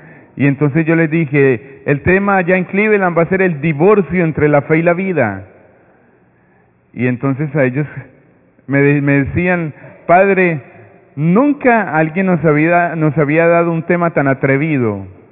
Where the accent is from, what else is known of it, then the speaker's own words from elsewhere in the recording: Medellín, Antioquia, Colombia; now in Brooklyn, United States; soy de Medellín, Colombia, pero yo trabajo en la iglesia de Santa Rita, en Brooklyn, y ya hace 6 años estoy por acá.